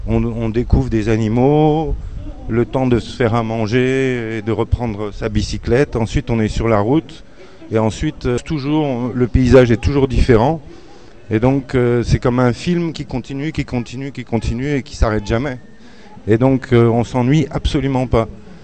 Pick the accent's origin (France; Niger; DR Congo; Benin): France; Paris, Île-de-France; born there; Moi, bon, je suis né à Paris